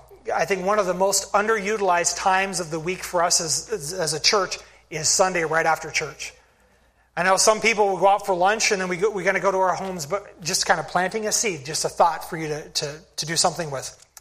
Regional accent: Spokane, Washington, United States; There's my first church back in Michigan, and the church that I grew up in Spokane, Washington. I grew up in that church for the first 19 years of my life.

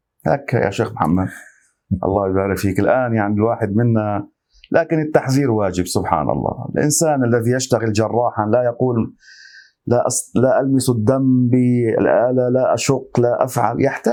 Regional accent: Lebanon; هكذا معروفة عندنا في لبنان،

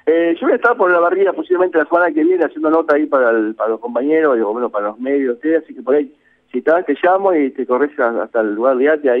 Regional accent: Azul, Buenos Aires Province, Argentina; Yo soy de Azul y trabajo para Azul

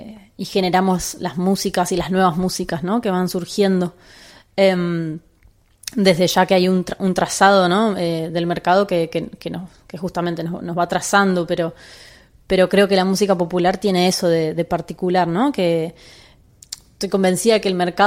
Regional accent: Buenos Aires, Argentina; soy música de Buenos Aires

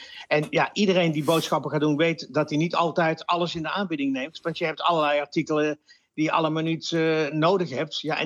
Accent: Netherlands; Want ja, twee voor de prijs van één, daar worden we als Nederlander ongelooflijk gelukkig van.

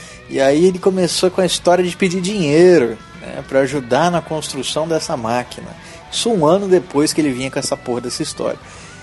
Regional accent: Campo Grande, Mato Grosso do Sul, Brazil; eu sou 20 novo, sou de Campo Grande, Mato Grosso do Sul.

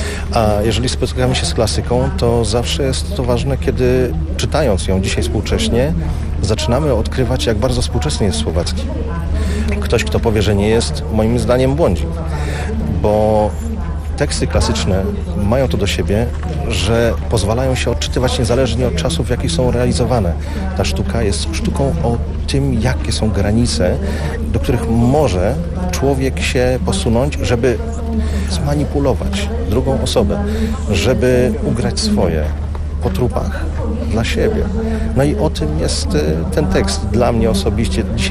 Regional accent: Hungary; Polish is a second language; now in Poland; Jestem z Węgier.

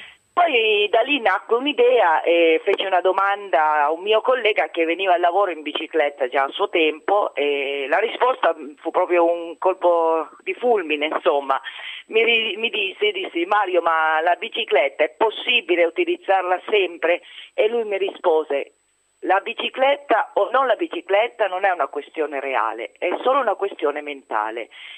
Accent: Piedmont, Italy; now in Rome, Italy; sono piemontese di origine e romana d'adozione

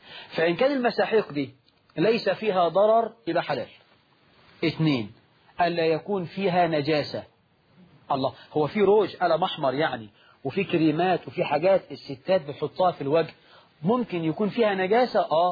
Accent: Egypt; طبعا النهاردة نقول الشباب عندنا في مصر

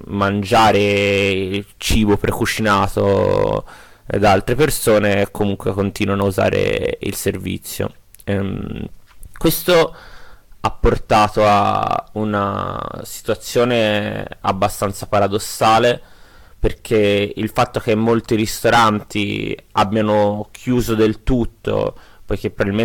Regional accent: Florence, Tuscany, Italy; now in Turin, Italy; vivo a Torino, ma come forse potete sentire anche dal mio accento, sono un emigrato fiorentino. E vivo qui da qualche mese

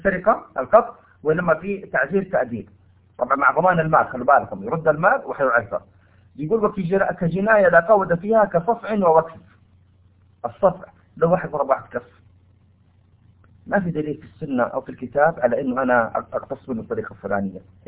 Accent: Saudi Arabia; هنا عندنا في المملكة العربية السعودية لو سرق نقطع يده

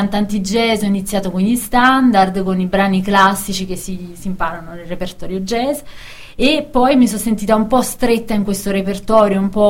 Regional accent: Caserta, Campania, Italy; io vengo da Caserta in Campania

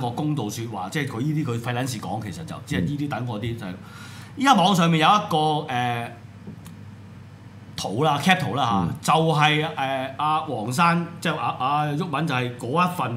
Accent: Hong Kong; 有一本屬於我哋香港人自己嘅 基本法自己嘅憲法

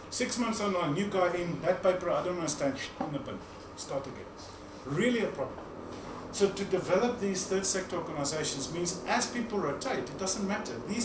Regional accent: South Africa; I'm a South African

